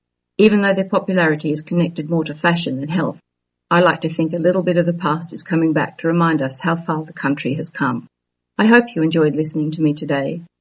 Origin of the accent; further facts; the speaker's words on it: Australia; now in Istanbul, Turkey; However, I'm Australian, so coming from a country with one of the highest rates of skin cancer in the world